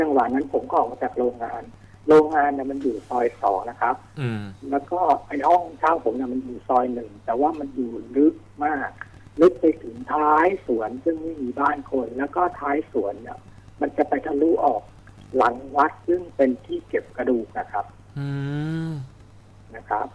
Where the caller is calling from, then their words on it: Nonthaburi, Thailand; อยู่ในห้องนะครับอยู่ที่นนท์